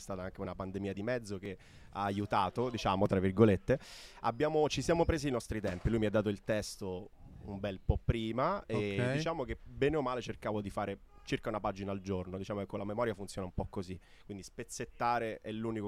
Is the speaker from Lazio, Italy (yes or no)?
no; Messina, Sicily, Italy; nonostante siamo entrambi di Messina, nati e cresciuti qua